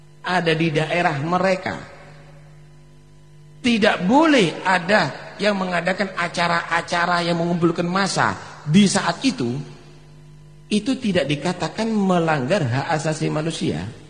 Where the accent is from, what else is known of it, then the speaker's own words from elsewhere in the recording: Pasuruan, East Java, Indonesia; Kita ini orang Pasuruan